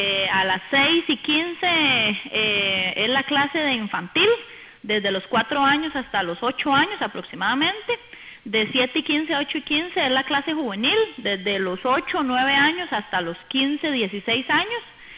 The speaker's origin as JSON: {"language": "Spanish", "town": "Aserrí", "region": "San José", "country": "Costa Rica", "said": "porque en realidad nosotros somos de Acerrí, no tenemos que andar participando ni por San José, ni por Desamparados, ni por Escazú, ni mucho menos."}